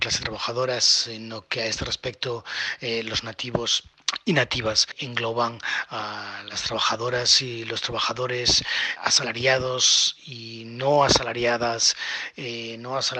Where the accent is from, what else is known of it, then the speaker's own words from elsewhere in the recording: Galicia, Spain; yo vengo de la periferia de Europa, yo soy gallego, de una de las regiones más pobres de Europa